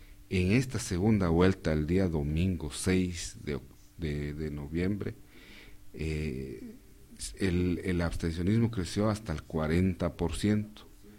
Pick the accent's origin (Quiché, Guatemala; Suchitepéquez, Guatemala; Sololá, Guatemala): Quiché, Guatemala; Yo soy del departamento del Quiché y mi pueblo es Quiché